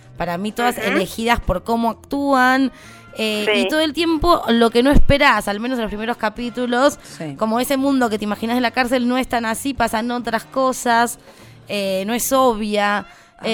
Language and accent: Spanish; Argentina; porque somos argentinos primero.